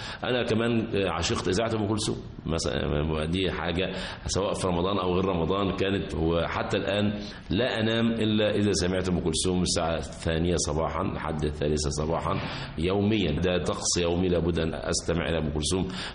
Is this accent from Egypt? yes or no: yes; Egypt; بالنسبة لأطفالنا أو إحنا أطفال، إحنا في قريتنا فرع من النيل اسمه على الخريطة كده بحر الخليلي، طبعا هو مش بحر ولا حاجة، هو ترعة كبيرة عرضها نقول فوق 50 متر مثلا.